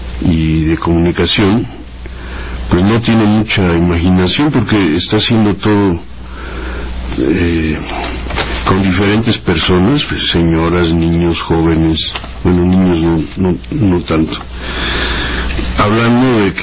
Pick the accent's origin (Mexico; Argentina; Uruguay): Mexico; somos todos los mexicanos, las mexicanas.